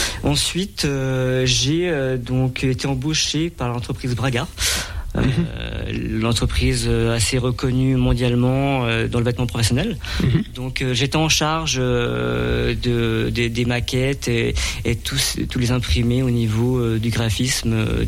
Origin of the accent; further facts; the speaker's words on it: Grand Est, France; je suis originaire des Hauts-de-Vosges. Je suis basé actuellement sur Saint-Nabor.